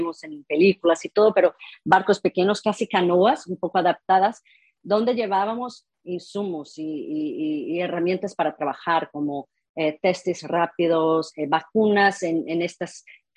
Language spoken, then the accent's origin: Spanish; Rio de Janeiro, Brazil; Spanish is a second language; yo soy brasileña, mi padre es de origen alemana, mi madre es mitad indígena, mitad española, nacido en la Amazonía.